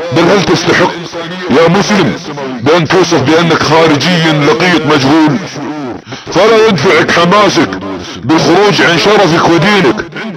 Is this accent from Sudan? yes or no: no; Saudi Arabia; بل ان بلادنا السعودية هي الهدف الاول